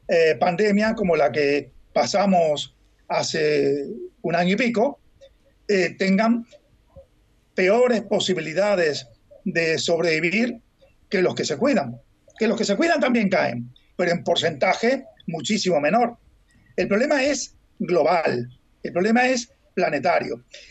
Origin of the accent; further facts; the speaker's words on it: Uruguay; now in Spain; cuando yo salí de Uruguay a España, iba de un país blanco, capitalista, dependiente, pero capitalista